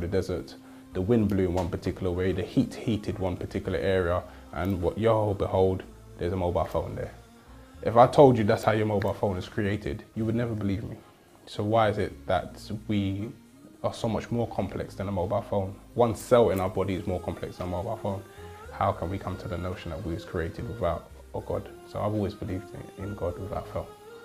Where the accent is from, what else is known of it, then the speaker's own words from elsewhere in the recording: United Kingdom; My mother and father, who are from the Caribbean … I am British and I live in London.